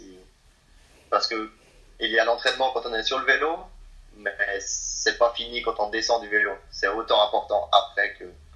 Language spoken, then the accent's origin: French; Valais, Switzerland; moi je suis un Valaisan, donc je suis très, très fier de mes origines, de l'endroit où j'habite.